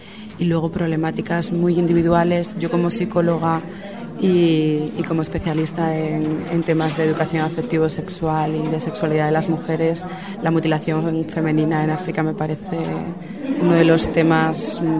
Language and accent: Spanish; Arriondas, Asturias, Spain; Soy de un pueblo de 3.000 habitantes, pues para Arriondas.